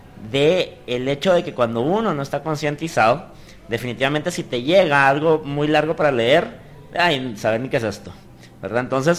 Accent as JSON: {"language": "Spanish", "country": "Guatemala", "said": "no se hubiera logrado si no hubiéramos actuado como guatemaltecos, como sociedad"}